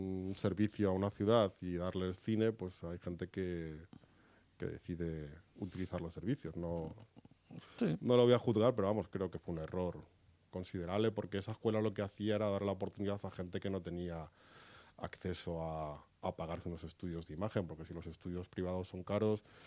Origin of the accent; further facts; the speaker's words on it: Madrid, Community of Madrid, Spain; Yo soy madrileño, tengo 45 años, llevo aquí toda la vida